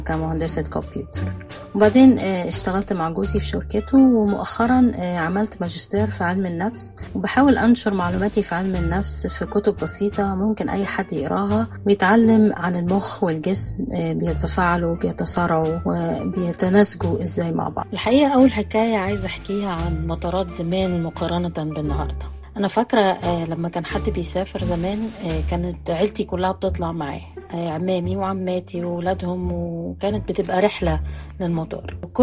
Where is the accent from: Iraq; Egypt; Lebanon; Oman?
Egypt; لكن طبعا انا مصرية ودمي حامي